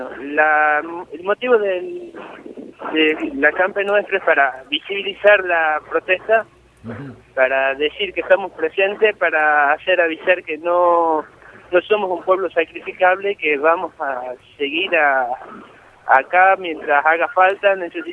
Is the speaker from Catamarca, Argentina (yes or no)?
yes; Andalgalá, Catamarca, Argentina; Yo soy nacido en Andalgalá, vivo en Andalgalá y quiero seguir viviendo en Andalgalá.